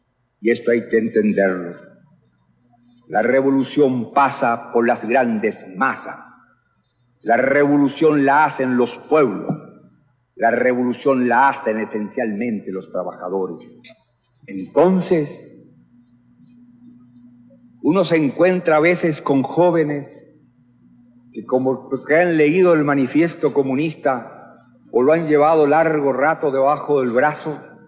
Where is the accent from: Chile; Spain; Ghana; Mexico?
Chile; Vengo de Chile, un país pequeño, pero donde hoy cualquier ciudadano es libre de expresarse como mejor prefiera, de irrestricta tolerancia cultural, religiosa